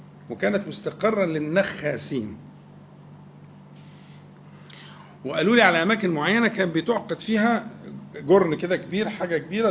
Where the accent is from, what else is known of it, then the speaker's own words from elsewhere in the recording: Al-Nakhas, Sharqia Governorate, Egypt; احنا أنا من الشرقية، عندنا بلد اسمها النخاس قريبة من العاصمة، يعني النخاس.